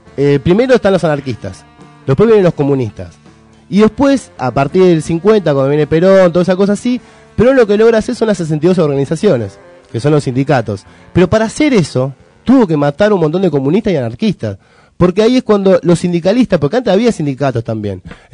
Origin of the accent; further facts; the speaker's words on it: Argentina; Y si somos argentinos, estamos capacitados para hablar de cualquier cosa.